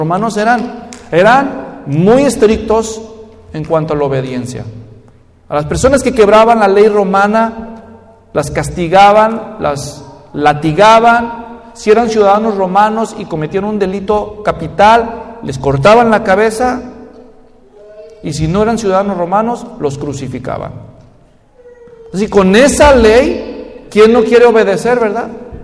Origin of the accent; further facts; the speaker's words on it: Mexico; para los que somos mexicanos y a veces nos quejamos del gobierno allá